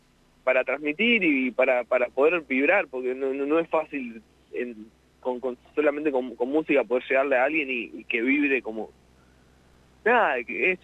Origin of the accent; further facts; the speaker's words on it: La Pampa, Argentina; estoy bastante enterado de lo que es la escena también pampeana, porque que voy seguido a mi pueblo